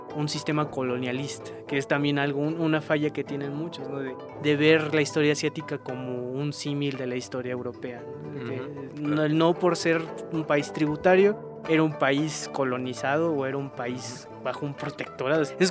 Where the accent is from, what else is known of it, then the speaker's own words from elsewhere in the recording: Mexico; como mexicano a veces es muy... Nada más aquí comemos chile y aquí aguantamos el picante.